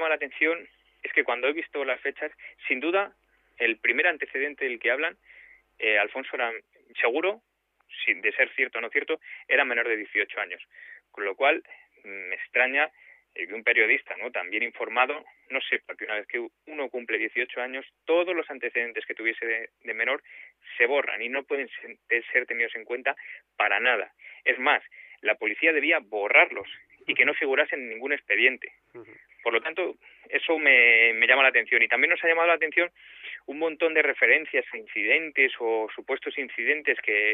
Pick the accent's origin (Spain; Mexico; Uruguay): Spain; Vallecas, Community of Madrid; yo también soy de Vallecas